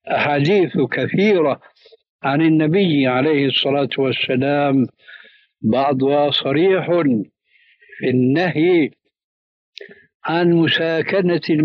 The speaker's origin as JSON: {"language": "Arabic", "country": "Syria", "said": "هذه يسموها عندنا في سوريا برازيت، يعني تشويش"}